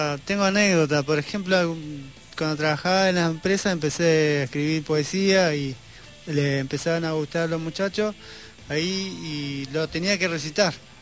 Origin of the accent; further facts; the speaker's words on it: Escobar, Buenos Aires Province, Argentina; born there; now in Pilar, Argentina; Nací en Escobar.